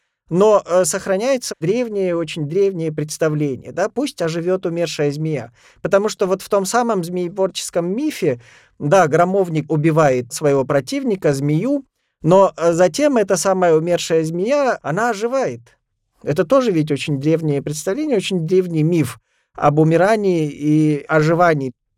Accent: Russia; И я рос в Ногайской степи, хоть это были какие-то советские атеистические времена

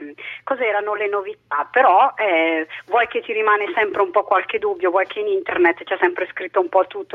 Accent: Bergamo, Lombardy, Italy; sono di Bergamo.

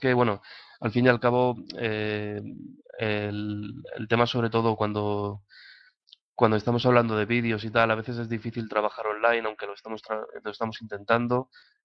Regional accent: Valencia, Valencian Community, Spain; que es un nombre incluso más raro que el de … todavía, pero bueno, soy de Valencia y nada, pues aquí en Valencia ayudo un poco a coordinar

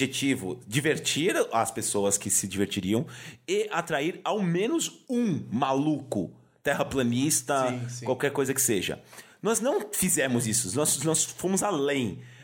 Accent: São Paulo, Brazil; Eu sou de São Paulo também, sabia?

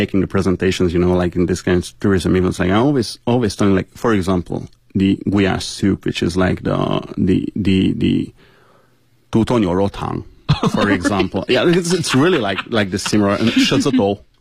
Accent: Hungary; It's like, where are you from? Hungary. Like, are you hungry?

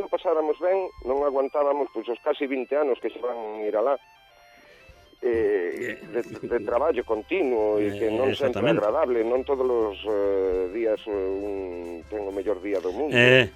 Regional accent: Moaña, Galicia, Spain; born there; now in Betanzos, Spain; pois de onde nacín eu, porque eu vivo en Betanzos, son de Moaña, de Sandalí

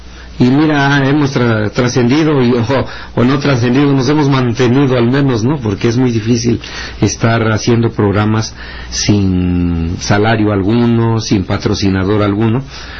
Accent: Mexico; first language Mixtec; Spanish is a second language; la lengua mixteca, que es mi lengua madre, pues es así, lo practicamos.

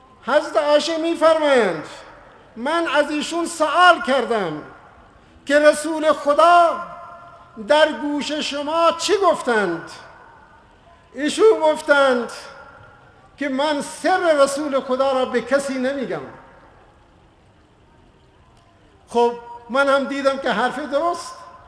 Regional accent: Iran; ما که ایرانی هستیم، آزادیم، به همه ایران بریم ببینیم

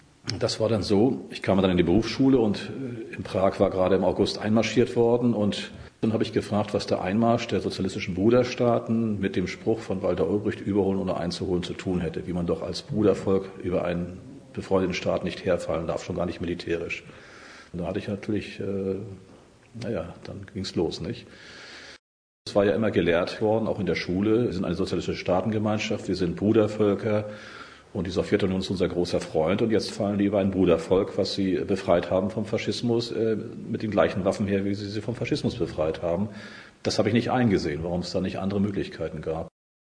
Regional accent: Bad Doberan, Mecklenburg-Vorpommern, Germany; wir haben in Bad Doberan, das ist mein Heimatort, so an der Grenze der UKW-Reichweite vom NDR 2 gesehen

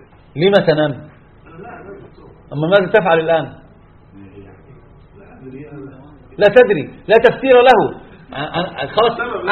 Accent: Egypt; كان في الجامعات عندنا في مصر شديد جدا

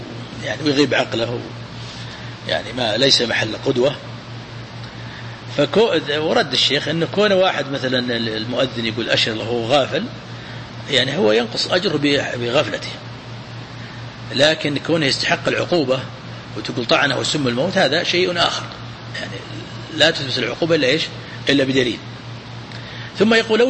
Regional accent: Najd, Saudi Arabia; عندنا في نجد أحبوا

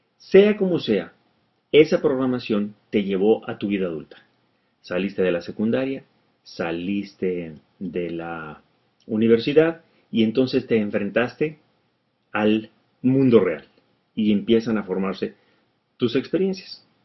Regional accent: Mexico; En nuestra cultura, al menos en México, en mi país, hay un dicho popular

